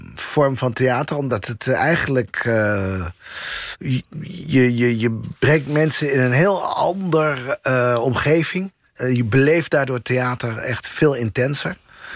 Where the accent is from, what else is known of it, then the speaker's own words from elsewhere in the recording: Assen, Drenthe, Netherlands; Assen, ja.